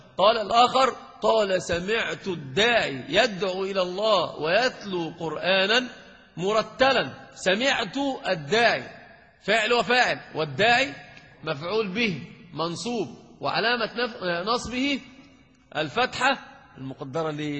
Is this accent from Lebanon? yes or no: no; Egypt; انت عندنا في مصر اذا تكلمت عن الصحراء